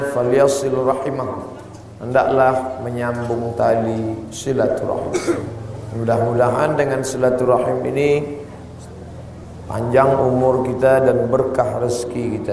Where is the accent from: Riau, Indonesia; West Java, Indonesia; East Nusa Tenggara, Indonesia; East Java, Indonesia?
Riau, Indonesia; saya sendiri dari Pulau Sumatera, Provinsi Riau